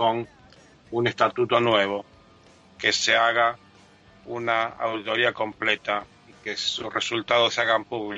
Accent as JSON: {"language": "Spanish", "country": "Japan", "said": "porque soy japonés, porque es una cultura que respeta a sus mayores"}